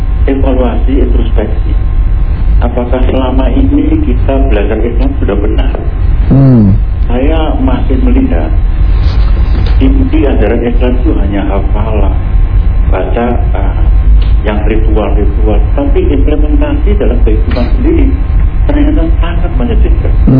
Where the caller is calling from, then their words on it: Bandung, West Java, Indonesia; Saya dari Bandung.